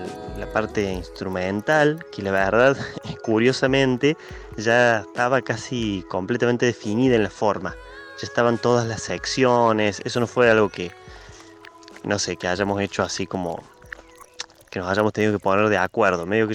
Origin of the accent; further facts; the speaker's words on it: Córdoba, Argentina; soy músico de Córdoba